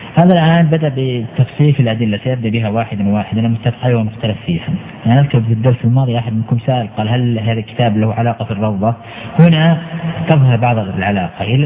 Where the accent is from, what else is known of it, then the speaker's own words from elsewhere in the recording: Al-Qassim, Saudi Arabia; حتى عندنا مثلا في القصيم